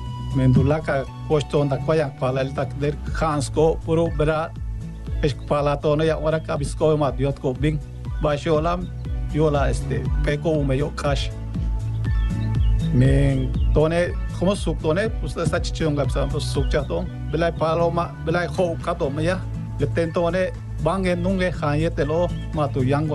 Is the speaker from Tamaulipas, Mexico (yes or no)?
no; Timucuy, Yucatán, Mexico; Yo vengo del municipio de Timucuy.